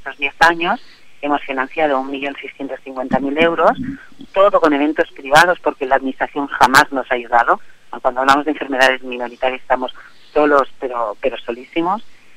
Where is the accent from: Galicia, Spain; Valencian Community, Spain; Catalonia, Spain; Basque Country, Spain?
Catalonia, Spain; Terrassa; yo soy de Tarrasa. Aquí Tarrasa la tengo plagada siempre de actos